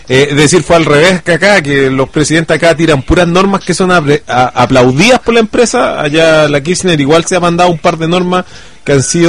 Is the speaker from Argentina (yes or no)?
no; Chile; en realidad como chilenos no podemos criticarle a ningún pueblo